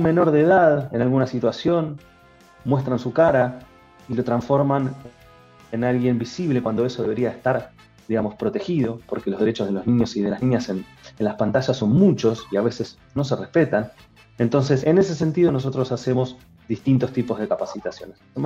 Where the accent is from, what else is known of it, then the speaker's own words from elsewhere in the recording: Bahía Blanca, Buenos Aires Province, Argentina; como yo soy de Bahía Blanca, había solamente dos señales